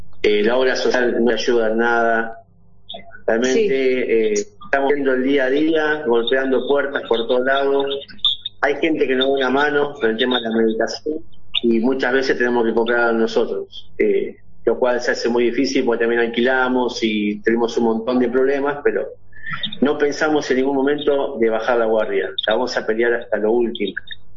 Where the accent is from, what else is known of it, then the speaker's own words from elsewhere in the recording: Boulogne, Buenos Aires Province, Argentina; Vanessa es mi esposa. Realmente ya está pasando un momento muy delicado. Nosotros somos de Buenos Aires, Argentina, más específicamente de Boulogne.